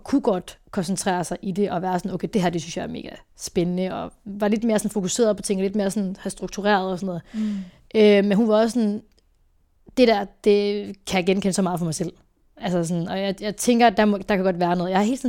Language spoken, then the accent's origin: Danish; Herning, Central Denmark Region, Denmark; now in Aarhus, Denmark; der flyttede jeg lige til Aarhus, jeg kommer fra Herning af, så i mellemtiden flyttede jeg til Aarhus.